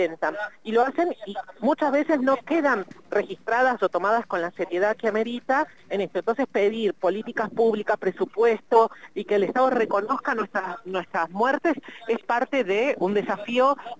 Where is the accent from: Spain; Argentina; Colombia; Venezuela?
Argentina; Creo que ese es el norte para la emancipación de nosotras todas como pueblo argentino.